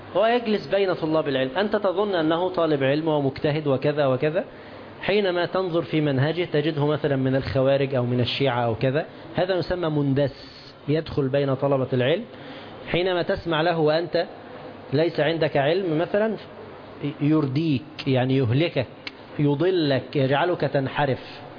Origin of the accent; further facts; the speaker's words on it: Egypt; تعرفون الجنيه عندنا في مصر